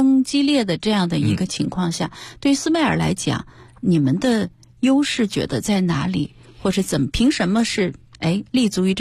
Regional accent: China; 在过去的时候我们中国人是不太在意的

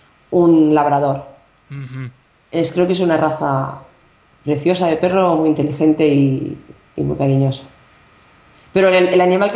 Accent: Barcelona, Catalonia, Spain; born there; Yo digo mi tierra porque me siento muy de allí, aunque soy... Sí. Catalana, porque nací en Barcelona.

